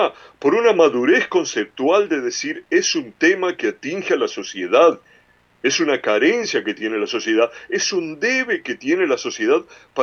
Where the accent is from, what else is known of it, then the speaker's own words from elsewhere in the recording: Uruguay; moved away; Y nosotros que salimos del Uruguay, no dejamos de ser ciudadanos uruguayos, no negamos en ningún momento nuestra ciudadanía. Quizás vivimos en otras tierras por escogerlas, por necesidad, por obligación, por el X motivos que sea.